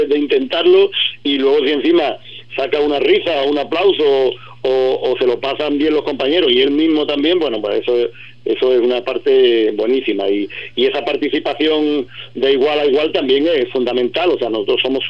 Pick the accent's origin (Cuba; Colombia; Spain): Spain; Ubrique, Andalusia; somos gente de Ubrique, ya digo, el profesorado casi el 40% más somos ya de Ubrique